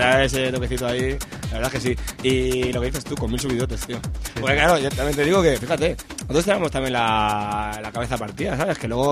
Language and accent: Spanish; El Romeral, Castilla-La Mancha, Spain; a mi pueblo, el Romeral, hay unos 60 kilómetros, 60, 70.